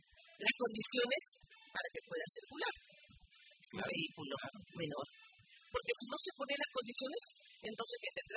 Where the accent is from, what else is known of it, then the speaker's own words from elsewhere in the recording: Ventanilla, Callao, Peru; En primer lugar, porque yo sí soy de Ventanilla.